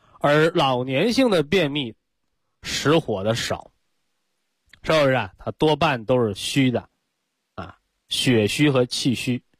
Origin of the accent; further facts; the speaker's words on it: China; 我们中国人讲啊